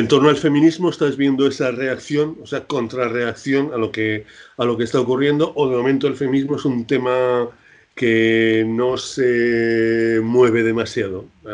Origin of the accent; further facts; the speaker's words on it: Huesca, Aragon, Spain; Yo soy de Huesca y, bueno, sigo las noticias con Huesca